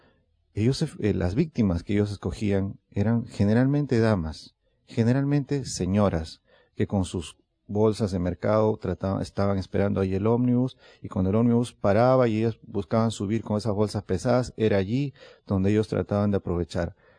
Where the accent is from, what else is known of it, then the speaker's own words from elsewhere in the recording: Lima, Peru; No, es en mi país hay un lugar peligroso, no voy a decir cuál es, hay un lugar peligroso ahí en Lima